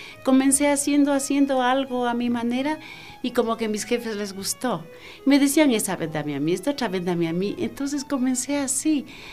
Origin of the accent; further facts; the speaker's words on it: Quito, Pichincha, Ecuador; soy quiteña. Yo nací aquí en la 12 de octubre, entre Wilson y Veintimilla. Ahí era la casa de mis abuelitos, ahí nací.